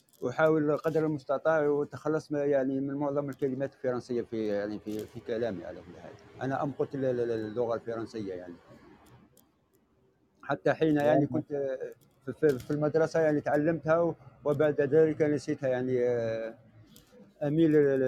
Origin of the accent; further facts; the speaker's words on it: Bordj Bou Arreridj, Bordj Bou Arréridj Province, Algeria; من برج بوريريت. تعرف برج بوريريت سطيف؟